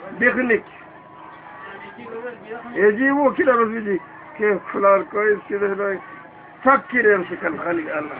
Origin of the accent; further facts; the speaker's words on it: Sudan; ومن العادات الكعبة عندنا في السودان